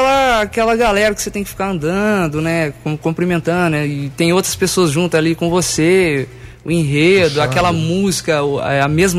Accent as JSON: {"language": "Portuguese", "town": "Mococa", "region": "São Paulo", "country": "Brazil", "tie": "born or raised there", "also_born_or_lived": "Itanabi", "said": "Eu nasci em Itanabi. Perto de São José do Rio Preto, aqui em São Paulo, e fui criado em Mococa desde os meus 4 anos de idade."}